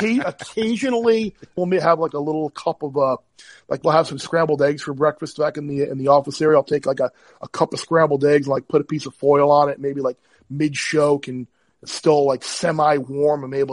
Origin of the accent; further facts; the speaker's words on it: New York, United States; I mean, we grew up obviously on Long Island. And we had a little quarter horse track right by our house called Suffolk Meadows.